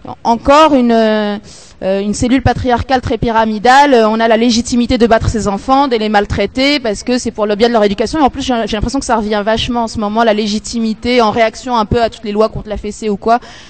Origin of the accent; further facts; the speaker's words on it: Morocco; moi je suis marocaine